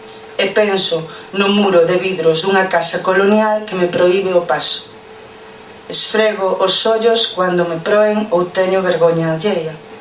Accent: Foz, Galicia, Spain; porque ela é de Cedeira e eu son de Foz.

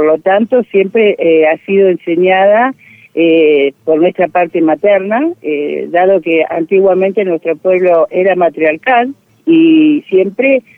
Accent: Puerto Madryn, Chubut, Argentina; soy de Chubut, Puerto Madryn, mujer mapuche tehuelche.

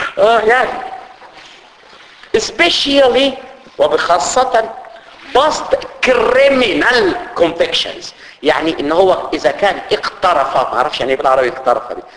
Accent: Egypt; عندنا في مصر في حاجه اسمها الفيش والتشبيه

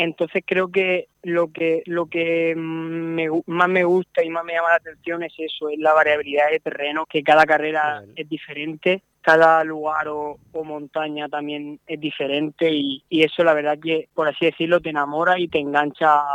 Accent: Redován, Valencian Community, Spain; soy de Redován y es un pueblo que está pegado a la montaña, y yo, mi casa está a 100 metros de la montaña

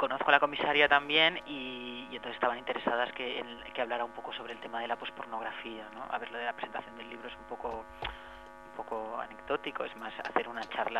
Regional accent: Castellón, Valencian Community, Spain; Yo soy de Castellón, pero yo estudié todo el colo en castellano, a mí se me habló siempre en castellano, yo hablo catalán muy mal.

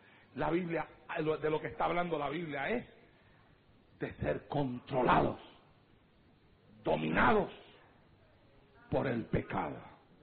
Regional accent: Santa Isabel, Puerto Rico; llegar a aquel momento en mi vida arrastrado allá en el pueblo de Santa Isabel, tirado en las calles de mi pueblo

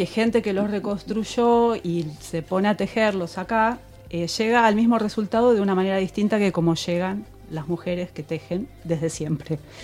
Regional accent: Buenos Aires, Argentina; born there; Yo nací acá en Buenos Aires

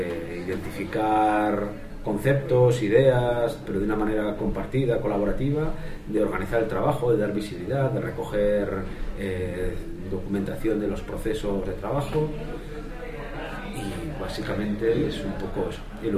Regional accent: Bilbao, Basque Country, Spain; vengo de Bilbao

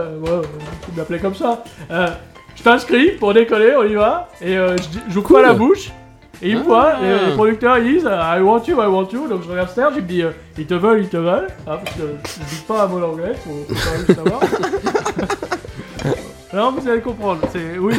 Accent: Grand-Quevilly, Normandy, France; born there; Je suis né à Grand Quevilly. Le coin de Franck Dubosc, si vous connaissez, à Petit Quevilly.

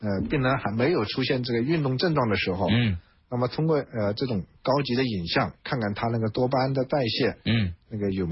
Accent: China; 那我们中国人口众多，目前也慢慢进入老年化社会了

